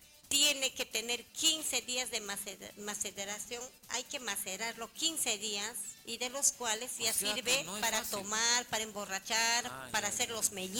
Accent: Huaraz, Ancash, Peru; Yo soy de Huaraz.

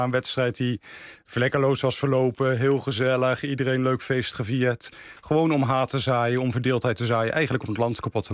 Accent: Eindhoven, North Brabant, Netherlands; We komen allebei uit Eindhoven.

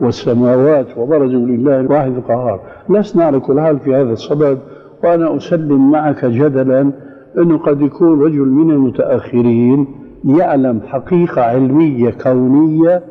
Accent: Syria; نص الكلام يقولون عندنا في الشام

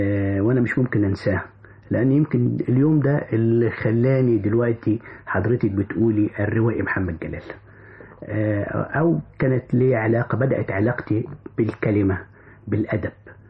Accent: Kafr El Nahal, Sharqia Governorate, Egypt; also born or lived in Cairo; أنا من مواليد الشرقية، كفر النحال. عشت في القاهرة وكتبت معظم رواياتي في القاهرة، وكنت درست وأنا طفل في الشرقية، ثم أكملت تعليمي في القاهرة

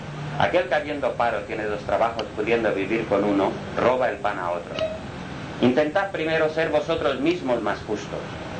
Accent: Spain; Como español que soy, ¿puedo contarlo?

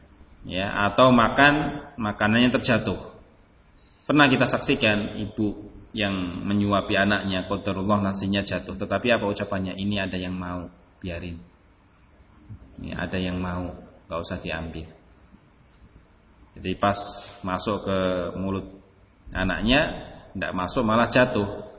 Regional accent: Java, Indonesia; Anggapan kita orang Jawa mungkin, yang mungkin punya identik dengan kejawaan

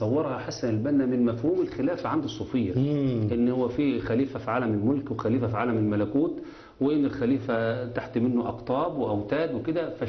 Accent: Egypt; لأن الواقع اللي حصل دلوقتي إن الدولة عندنا في مصر بتتأخون في جميع مفاصلها

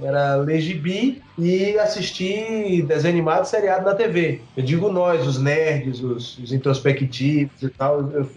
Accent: Salvador, Bahia, Brazil; porque eu sou de Salvador.

